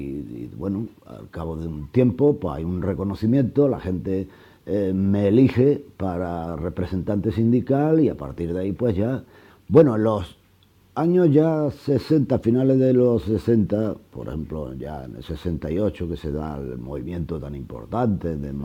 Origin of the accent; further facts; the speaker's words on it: La Herrería, Andalusia, Spain; born there; Nací en La Herrería, una aldea de Fuente Palmera, provincia de Córdoba. En el año 42 me tocó pues crecer en la posguerra, en los años de la hambre.